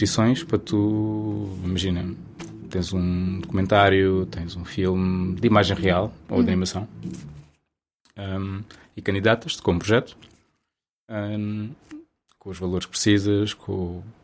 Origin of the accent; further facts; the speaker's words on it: Cercal do Alentejo, Alentejo, Portugal; Cercal do Alentejo, fica ao pé de Vila Nova de Mil Fontes.